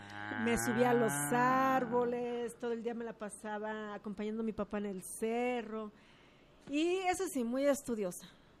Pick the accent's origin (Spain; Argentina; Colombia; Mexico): Mexico; Juanacatlán, Jalisco; Mira, yo soy originaria de Juanacatlán, Jalisco.